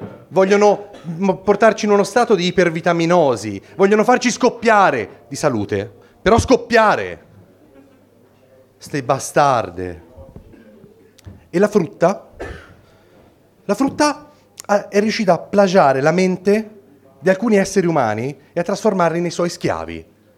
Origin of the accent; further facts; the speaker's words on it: Florence, Tuscany, Italy; si sente dall'accento? Sì. Io vengo da Firenze, dicono che noi toscani siamo un po' campanilisti e chiusi